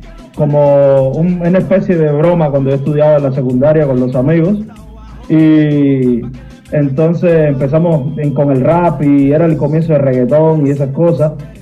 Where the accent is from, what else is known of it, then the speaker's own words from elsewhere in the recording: Havana, Cuba; now in Germany; Yo nací en Cuba, en La Habana, en el municipio de Playa. Y, no sé, muy orgulloso de ser de ahí y del barrio, de un barrio bien humilde.